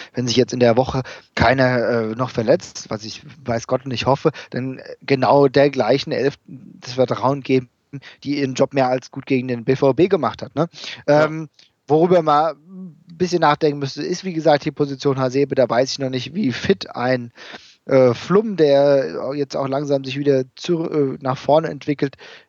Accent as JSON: {"language": "German", "region": "Hesse", "country": "Germany", "said": "die leider verstorbene Studentin aus Gelnhausen, …, wir kommen da ja aus der Gegend her"}